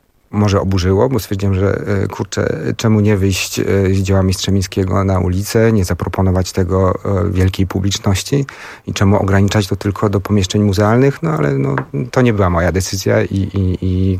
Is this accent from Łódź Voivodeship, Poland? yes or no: yes; Łódź, Łódź Voivodeship, Poland; jako że jesteśmy z Łodzi.